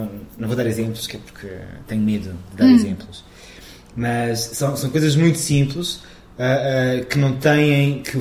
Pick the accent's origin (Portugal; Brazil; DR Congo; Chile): Portugal; Évora, Alentejo; no colégio de Freiras, lá em Évora, que eu sou alentejano.